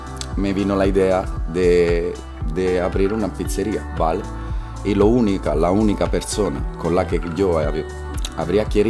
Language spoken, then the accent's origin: Spanish; Bologna, Emilia-Romagna, Italy; Yo soy de Bolonia.